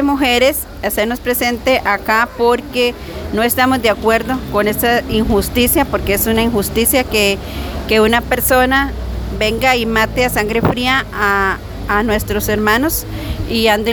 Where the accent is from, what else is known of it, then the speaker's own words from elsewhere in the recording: Pérez Zeledón, San José, Costa Rica; soy de Pérez Zeledón.